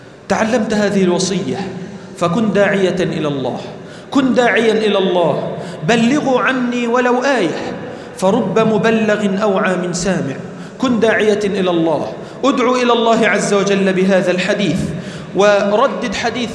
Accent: Egypt; اللهم اجعل بلدنا مصر أمناً أمانًا

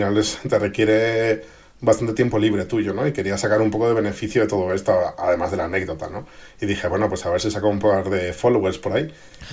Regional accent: Madrid, Community of Madrid, Spain; moved away as an adult; now in Japan; Yo soy de Madrid de toda la vida. Aunque, bueno, ya desde los 20 y pocos años empecé a viajar por otros países.

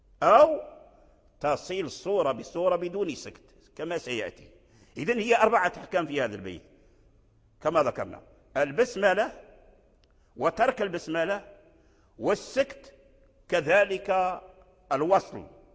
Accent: Morocco; الذي جرى عليه العمل عندنا في المغرب وفي فاس

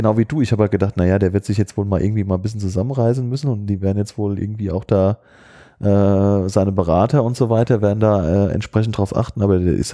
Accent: Hadamar, Hesse, Germany; born there; mein Geburtsort Hadamar ist bei Limburg und kommt meine Familie ursprünglich her

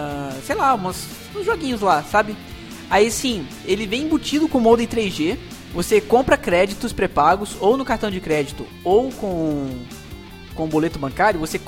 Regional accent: Goiás, Brazil; Nós, como goianos, nós moramos numa cidade pequena, que é bem no meio entre Brasília e Goiânia.

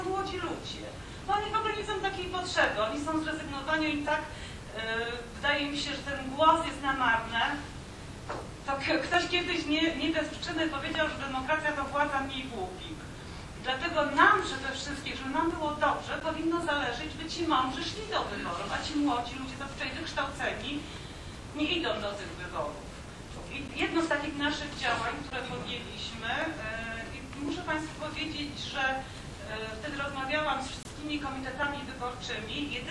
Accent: Katowice, Silesian Voivodeship, Poland; Ja jestem z Katowic

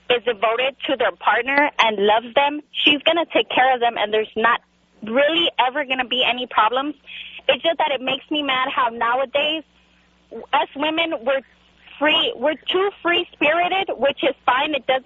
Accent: California, United States; born there; My parents are from Mexico. I was born here in California.

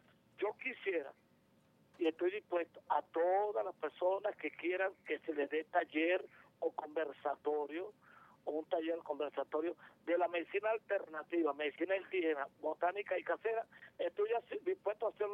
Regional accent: Venezuela; Ustedes también somos venezolanos toditos.

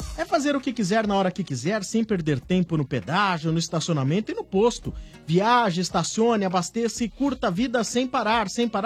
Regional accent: São Paulo, Brazil; Sou da Freguesia do Ó.

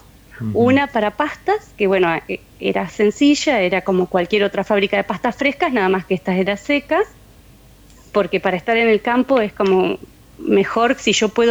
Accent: Reconquista, Santa Fe, Argentina; Y yo cuando era niña vivía en Reconquista, que es muy cerquita de Guadalupe Norte, son unos 20 kilómetros de donde están Irmina y Remo.

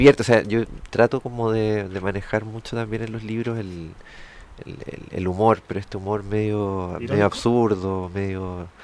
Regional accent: Santiago, Santiago Metropolitan Region, Chile; born there; Nací el 75 en Santiago.

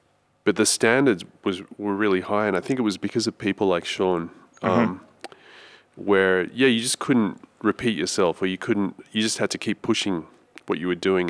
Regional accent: Sydney, New South Wales, Australia; And I'm from Sydney originally

